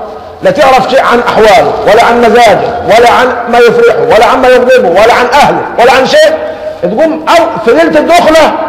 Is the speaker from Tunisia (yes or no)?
no; Egypt; لكن احنا كمصريين بناخذها فترة ترحيب